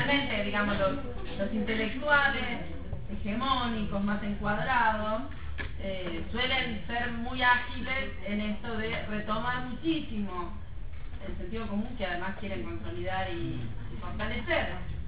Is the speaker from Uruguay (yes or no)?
no; Argentina; Así como nosotros somos argentinos, ¿sí?